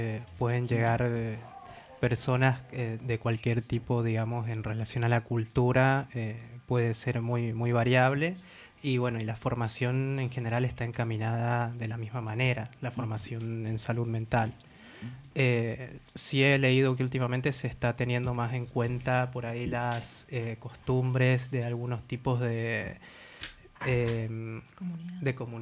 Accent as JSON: {"language": "Spanish", "region": "Mendoza", "country": "Argentina", "lives_now": "Spain", "said": "También vengo de Mendoza, junto a Guadalupe."}